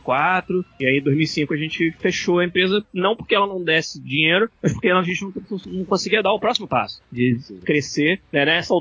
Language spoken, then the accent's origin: Portuguese; Niterói, Rio de Janeiro, Brazil; Fui fazer uma faculdade de ciência da computação, lá em Niterói, na UF, de onde eu sou, né?